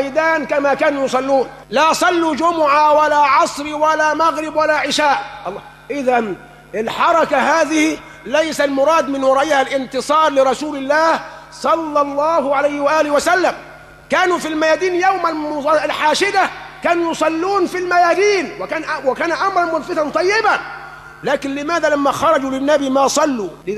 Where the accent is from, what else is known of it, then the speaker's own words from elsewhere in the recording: Egypt; وما حدث عندنا في مصر كان من داخل مصر ومن خارج مصر